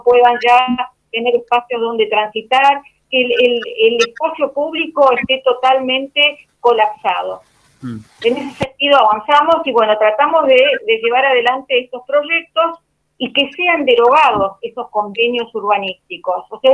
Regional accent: Buenos Aires, Argentina; porque soy del barrio de Urquiza, de la Comuna 12

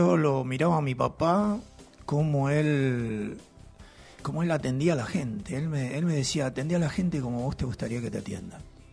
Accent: Sarandí, Buenos Aires Province, Argentina; born there; nací en Sarandí hace 63 años.

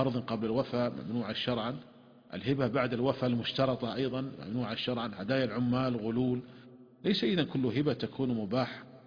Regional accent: Saudi Arabia; وعندنا في المملكة العربية السعودية وزارة التجارة منعت هذه الشركات

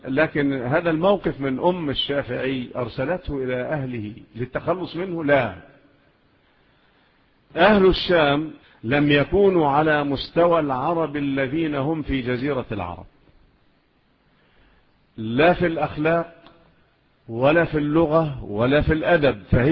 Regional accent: Egypt; والقضاء عندنا في مصر إلى الآن الأمور الشرعية على مذهب مين؟

